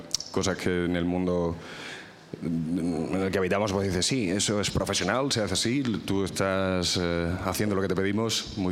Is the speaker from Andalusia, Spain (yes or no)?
no; Extremadura, Spain; Yo, por ejemplo, yo soy extremeño, yo soy de un pueblo de Badajoz.